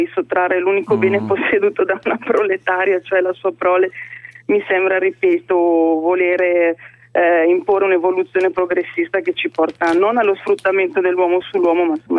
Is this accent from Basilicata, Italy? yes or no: no; Bergamo, Lombardy, Italy; io sono bergamasca e mio marito è comasco.